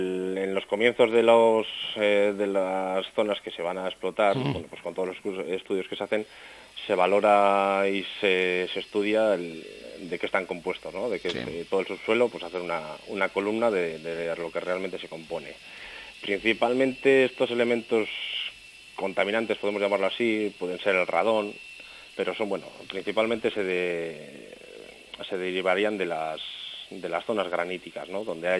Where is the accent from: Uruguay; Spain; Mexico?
Spain; Reinosa, Cantabria; somos los ciudadanos de Reynosa los que vamos a vivir en estas zonas